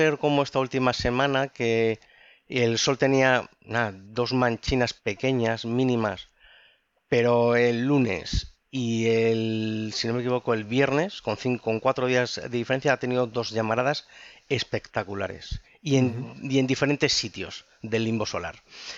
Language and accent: Spanish; Ávila, Castile and León, Spain; Con 14 años, yo, iluso de mí, salí con el … allí en mi pueblo, allí en Ávila